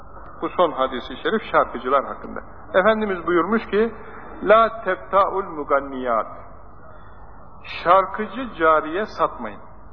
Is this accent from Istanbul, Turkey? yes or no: no; Ankara, Turkey; Ankaralıyız.